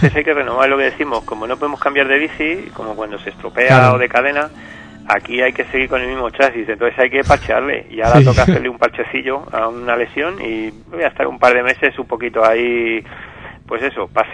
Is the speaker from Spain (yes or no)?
yes; Spain; Yo creo que los españoles somos muy españoles